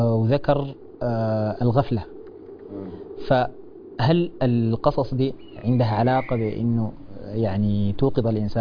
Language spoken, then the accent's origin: Arabic; Sudan; لو شوفنا في واقعنا مثلا عندنا في السودان